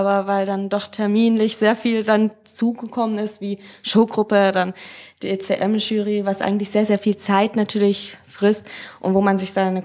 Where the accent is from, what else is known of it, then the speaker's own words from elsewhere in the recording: Munich, Bavaria, Germany; Ich bin aus München, Cosplayerin seit ein paar Jahren und ja, genau.